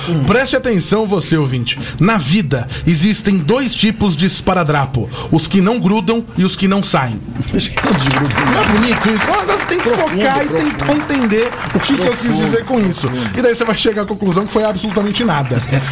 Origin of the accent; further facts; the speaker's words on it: Santo André, São Paulo, Brazil; Eu sou de Santo André, cara.